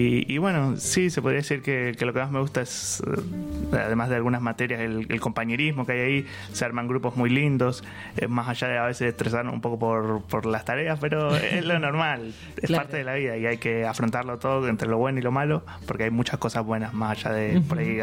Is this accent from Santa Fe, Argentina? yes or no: no; Buenos Aires, Argentina; moved away as an adult; como yo vengo de Buenos Aires, más o menos desde que tengo 17, viví 17 años allá, tengo 24 horas